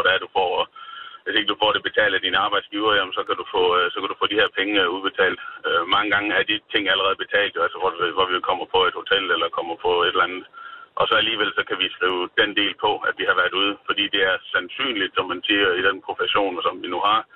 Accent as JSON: {"language": "Danish", "region": "Jutland", "country": "Denmark", "said": "Jeg kommer fra Jylland af"}